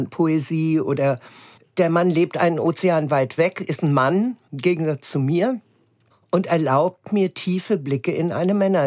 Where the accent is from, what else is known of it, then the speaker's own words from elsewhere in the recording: Hesse, Germany; Ich bin auf dem Land aufgewachsen, hessischen Hinterland.